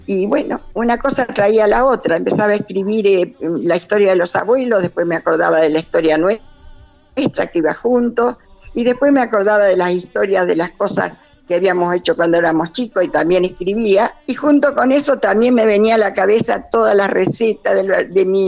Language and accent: Spanish; Coronel Suárez, Buenos Aires Province, Argentina; cuando cumplí 80 años, ahí presenté mi primer libro, en Coronel Suárez, que era mi tierra natal.